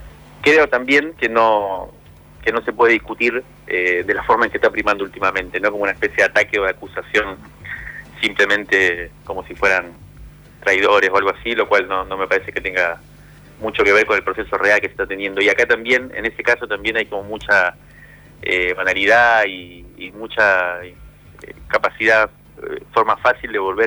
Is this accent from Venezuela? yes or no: no; Cuba; la mayoría de mis amigos con la que me crié en Cuba hoy viven en Miami